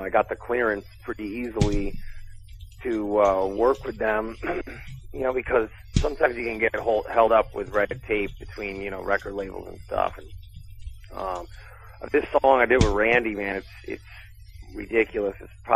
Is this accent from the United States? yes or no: yes; New Haven, Connecticut, United States; I grew up on Hubinger Street in New Haven.